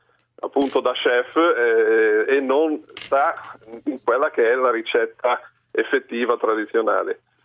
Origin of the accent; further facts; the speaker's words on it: Liguria, Italy; io non sono di Genova città, ma sono dell'entroterra del Levante